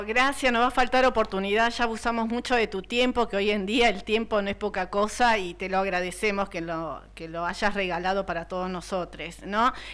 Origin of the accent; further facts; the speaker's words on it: Cañuelas, Buenos Aires Province, Argentina; nosotros somos los locos de Cañuelas, anarquistas, radicales, peronistas y comunistas